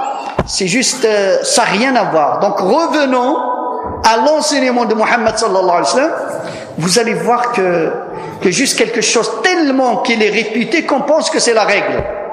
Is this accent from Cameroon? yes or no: no; Morocco; now in France; Tu ne peux pas dire mon pays natal, le Maroc